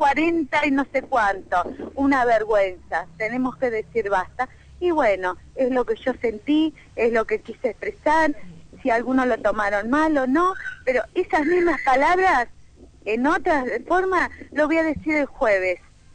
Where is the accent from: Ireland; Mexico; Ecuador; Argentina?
Argentina; Queremos que nos traten como personas, como seres humanos, como argentinos que somos.